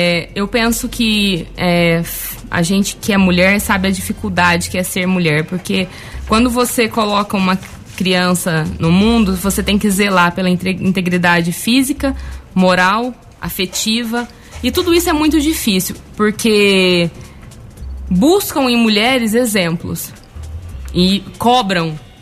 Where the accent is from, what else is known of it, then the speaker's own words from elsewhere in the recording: Guaxupé, Minas Gerais, Brazil; Eu sou nascida, criada em Guaxupé, tenho a minha filha na cidade e eu almejo um futuro para minha filha, eu almejo um futuro para minha cidade.